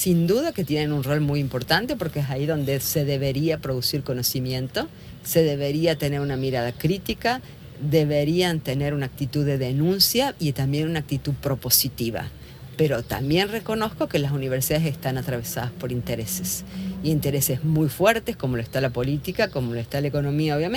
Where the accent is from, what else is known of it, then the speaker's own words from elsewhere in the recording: Argentina; vengo de Argentina, mi lugar de trabajo está en Córdoba